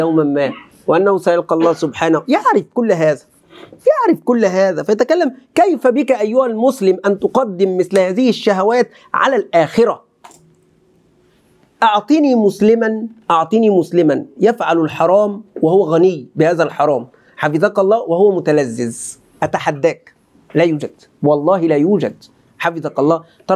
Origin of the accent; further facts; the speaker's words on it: Egypt; accent: Egyptian; دايما كلمة بقى هذه تأتي على لساني سبحان الله كمصري. اللهجة المصرية تغلب.